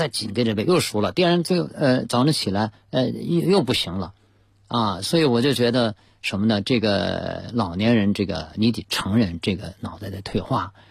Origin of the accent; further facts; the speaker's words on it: China; 我说 I'm Chinese， 我说我是中国人